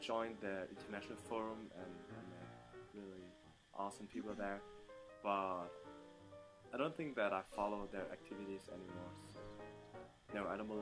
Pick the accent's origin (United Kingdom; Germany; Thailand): Germany; I was born and raised in Germany. So I'm German. But my family is from Vietnam, and most of my relatives still live there.